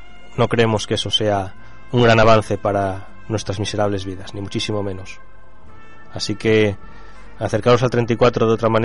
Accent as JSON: {"language": "Spanish", "region": "Asturias", "country": "Spain", "said": "Y somos tan asturianos como vosotros, nos gusta el folclore asturiano, nos gusta nuestra lengua asturiana"}